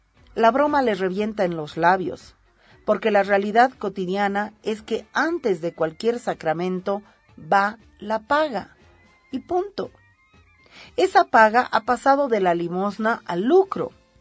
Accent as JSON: {"language": "Spanish", "country": "Bolivia", "said": "Si nosotras como bolivianas no tenemos ese derecho"}